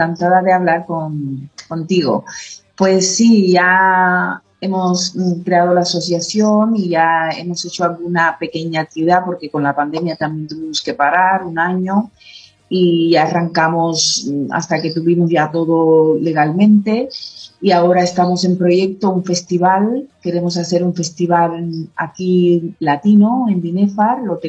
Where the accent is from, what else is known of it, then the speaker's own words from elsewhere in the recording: Cuba; now in Spain; Yo soy cubana